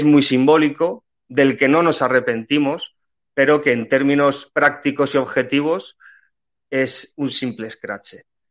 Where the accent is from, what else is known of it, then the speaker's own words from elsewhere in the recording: Spain; nuestro deber como españoles, como miembros de esta tierra, de este solar patrio tan importante que ha sido para el resto de la historia